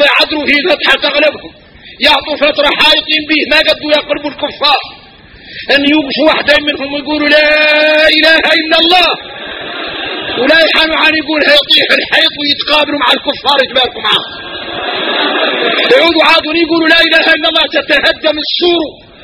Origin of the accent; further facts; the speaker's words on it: Mauritania; احنا موريتاني فينا الغرائب والعجائب